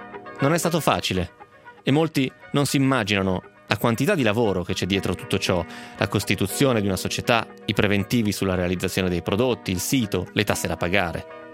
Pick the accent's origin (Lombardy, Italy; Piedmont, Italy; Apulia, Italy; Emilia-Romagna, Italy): Lombardy, Italy; Calusco d'Adda; ho 24 anni e sono di Calusco d'Adda, in provincia di Bergamo.